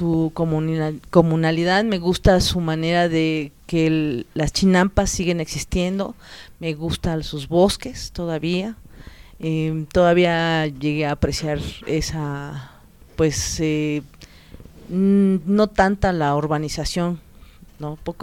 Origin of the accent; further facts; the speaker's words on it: Mexico City, Mexico; born there; Yo nací en la Ciudad de México, ya llevo 40 años viviendo acá en Xochimilco, soy avecindada y vivo en el pueblo de San Lucas, Xochimanca.